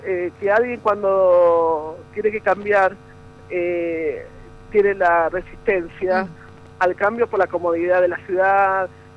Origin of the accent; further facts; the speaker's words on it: Buenos Aires, Argentina; yo soy de Flores, ajá. de Capital Federal, que tenía el supermercado al lado, el centro comercial a 5 cuadras.